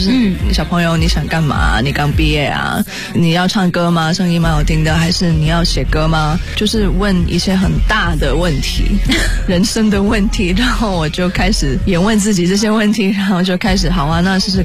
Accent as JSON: {"language": "Chinese", "country": "Hong Kong", "said": "对，我是香港人"}